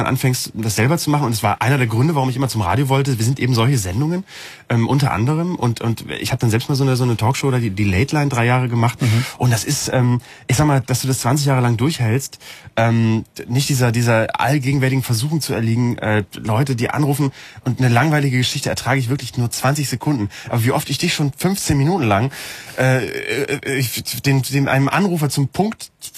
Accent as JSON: {"language": "German", "region": "Bremen", "country": "Germany", "said": "in Bremen, wo ich herkomme."}